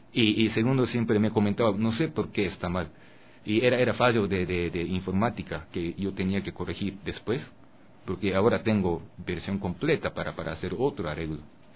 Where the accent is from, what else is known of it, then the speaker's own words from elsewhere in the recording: Japan; Spanish is a second language; yo vengo de Japón, y cuando yo tengo alguna inspiración de esa cultura ecuatoriana, pero dentro de mí todavía hay algo que escuché cuando yo era bebé en Japón.